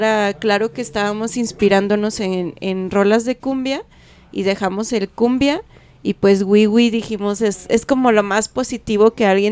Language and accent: Spanish; Mexico; pues soy mexicano, pero también sé otros idiomas y todo.